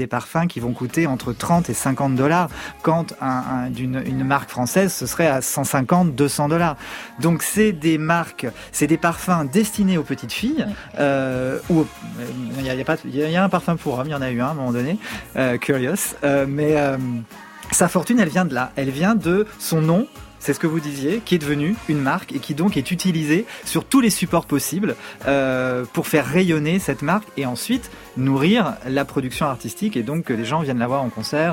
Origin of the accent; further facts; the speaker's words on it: United States; French is a second language; Et comme je suis américaine, je suis habituée à, même quand je suis une petite fille, à ce qu'on me maquille